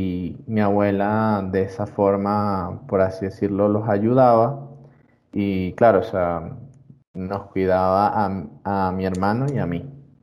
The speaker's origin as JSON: {"language": "Spanish", "town": "Caracas", "region": "Capital District", "country": "Venezuela", "tie": "born there", "said": "Nací en 1999 en Venezuela, Caracas, Venezuela."}